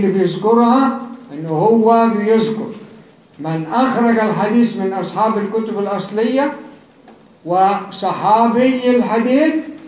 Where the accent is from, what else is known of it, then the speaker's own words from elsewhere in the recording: Cairo, Cairo Governorate, Egypt; أما دي اللي أنا فيها من القاهرة.